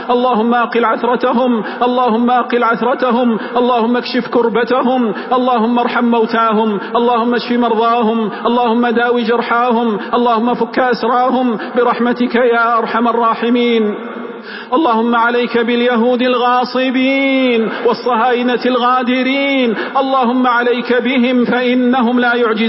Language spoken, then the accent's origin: Arabic; Saudi Arabia; اللهم احفظ بلادنا المملكة العربية السعودية